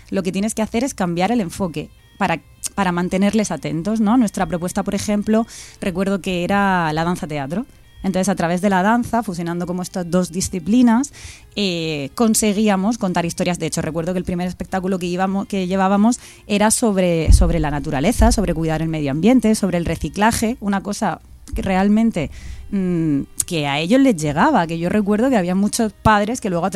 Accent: Cieza, Region of Murcia, Spain; now in Madrid, Spain; yo ni siquiera soy de Murcia capital, yo soy de un pueblecito que se llama Cieza

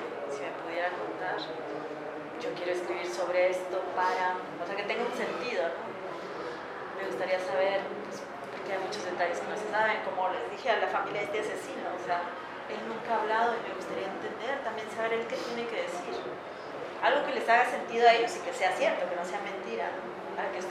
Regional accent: Mexico; la masacre fue en mi país, me da mucha vergüenza

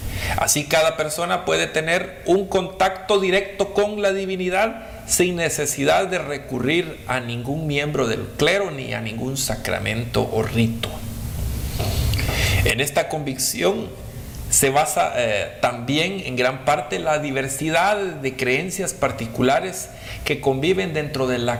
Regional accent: Guatemala; por el área oriental de Guatemala. Ahí fue donde yo las escuché hablar por primera vez, y porque en el pueblo de donde yo soy

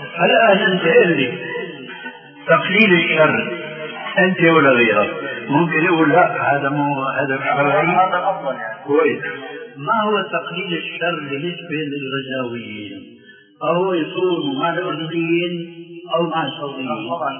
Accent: Damascus, Damascus Governorate, Syria; حيمكن هو كما يقولون عندنا في الشام

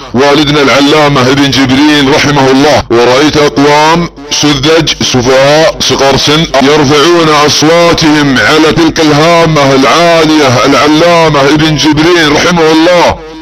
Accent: Saudi Arabia; بعض الدعاة عندنا في السعودية

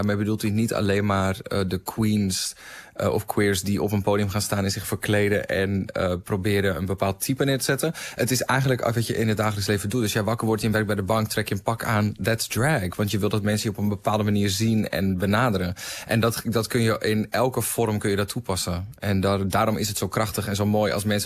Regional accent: Volendam, North Holland, Netherlands; de wereld waar ik ben opgegroeid in Volendam was heel heteronormatief.

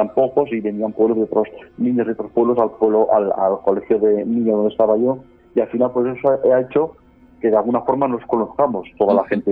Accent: Aragon, Spain; Sí, como tú dices, es mi tierra, es donde tengo esa simbiosis tan especial. Es donde siempre quiero volver, ¿no? Es la zona que me ha visto crecer a mí.

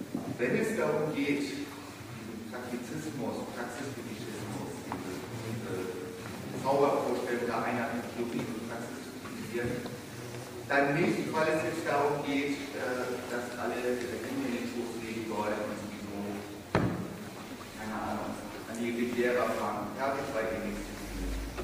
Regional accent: Hamburg, Germany; ich komme ja aus Hamburg und bin dort assoziiert in der Hamburger Studienbibliothek.

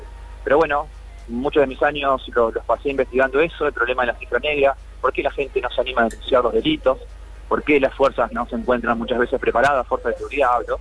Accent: Santa Fe, Argentina; Yo como santafesino debería inscribir una base de datos en mi provincia

